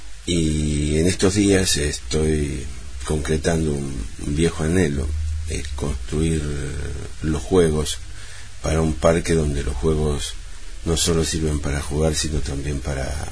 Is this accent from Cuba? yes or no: no; Chivilcoy, Buenos Aires Province, Argentina; born there; Nací en Chivilcoy, en la provincia de Buenos Aires, Argentina.